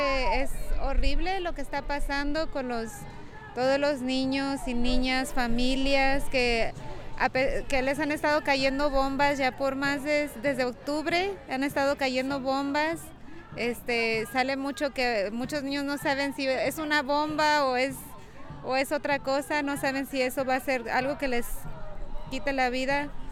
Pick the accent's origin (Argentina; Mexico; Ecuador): Mexico; yo soy mexicana